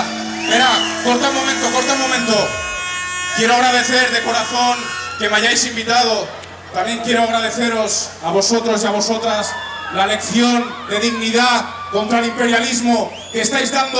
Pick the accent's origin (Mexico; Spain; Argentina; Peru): Spain; Catalonia; Yo vengo de Cataluña, una nación oprimida por el Estado español.